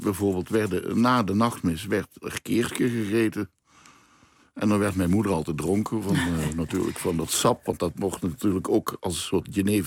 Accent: Limburg, Netherlands; now in Amsterdam, Netherlands; Ik kom uit Limburg, daar zeggen ze Demant. Toen ik in Amsterdam kwam, al bijna weer 40 jaar geleden

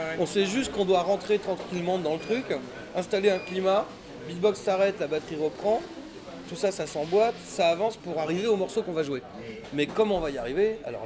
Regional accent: Levallois-Perret, Île-de-France, France; born there; Je suis né à Levallois-Perret.

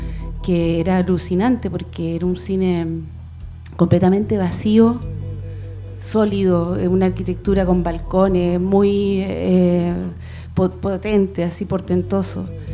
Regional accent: Hualqui, Biobío, Chile; yo pasé toda mi infancia y preadolescencia en Hualqui, en un campo

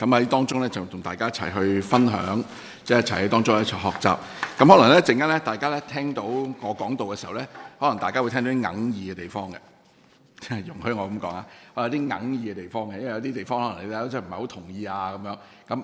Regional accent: Hong Kong; 咁你知道我哋香港人對外籍勞工嘅福利係非常之

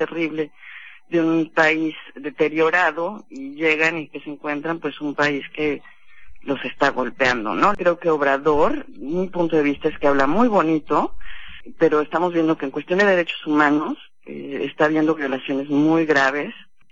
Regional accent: Mexico; tenemos que hacernos muy conscientes como mexicanas y mexicanos

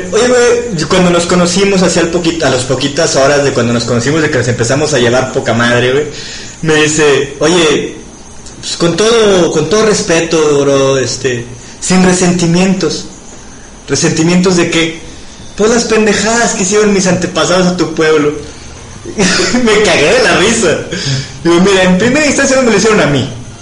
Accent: Mexico; yo creo que en mi sangre difícilmente hay sangre autóctona de este país, desgraciadamente, pero soy mexicano.

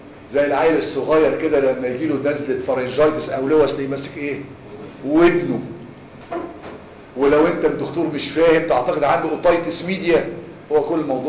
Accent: Egypt; احنا عندنا في مصر عندنا حاجات البوز كتير قوي

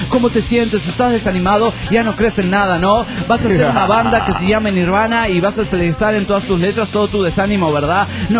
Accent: Arequipa, Peru; de Arequipa, Perú!

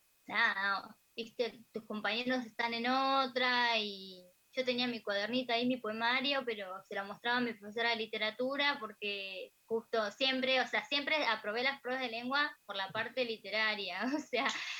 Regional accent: Alejandro Korn, Buenos Aires Province, Argentina; also born or lived in La Plata; estuve muchos años allá y pasaron muchas cosas allá, sobre todo que fui mamá, así que, claro. Pero sí, soy de acá, de Alejandro Cor.

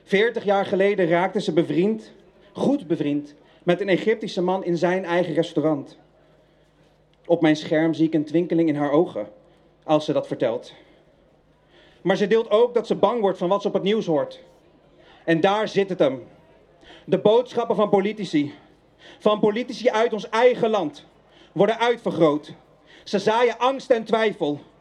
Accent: Netherlands; Is Nederland ook niet iets wat wij, als mensen, als Nederlanders, zelf hebben bedacht?

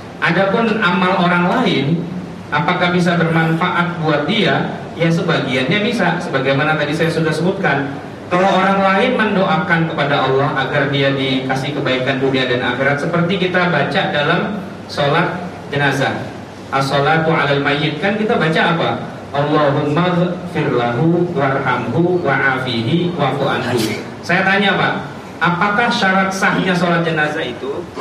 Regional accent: Jakarta, Indonesia; kita terbiasa karena kita orang Betawi

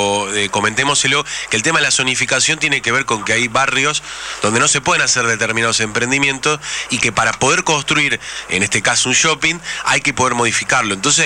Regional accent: Buenos Aires, Argentina; Yo, que he vivido casi toda mi infancia ahí en Parque Rivadavia

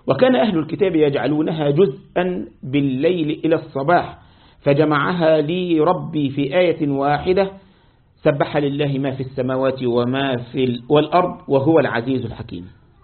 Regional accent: Egypt; زي ما احنا بعض الأشرب عندنا في مصر وفي الشام يسموها بوظة.

